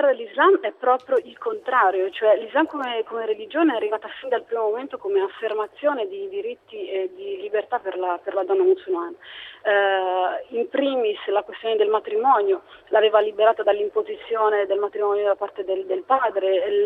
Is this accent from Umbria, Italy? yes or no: yes; Perugia, Umbria, Italy; Sono nata a Perugia, sono cresciuta a Perugia e sono rimasta qui fino ai 20 anni, quindi sono legatissima a questa città